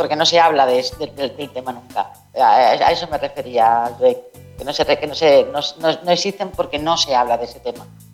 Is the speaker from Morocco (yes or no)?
yes; Rif, Morocco; Cuando yo vengo del RIF, que está a 200 kilómetros de España y no nos conocen